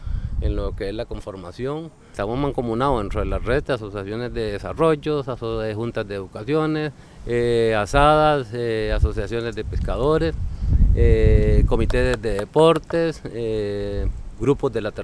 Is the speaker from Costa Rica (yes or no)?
yes; Puerto Níspero, Puntarenas, Costa Rica; vengo de Puerto Níspero, represento a la Asociación de Pescadores de Puerto Níspero, soy el presidente.